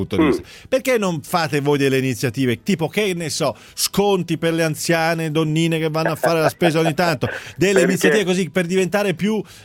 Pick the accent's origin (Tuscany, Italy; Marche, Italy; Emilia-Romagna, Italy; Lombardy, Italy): Lombardy, Italy; Milan; adesso è una battuta, siamo di Milano entrambi